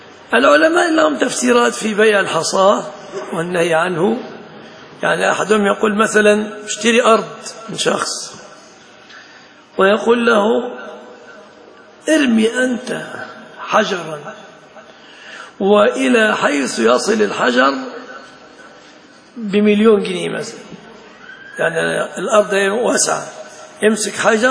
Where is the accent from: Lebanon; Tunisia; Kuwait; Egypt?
Egypt; يتفصل جيبة عندنا في مصر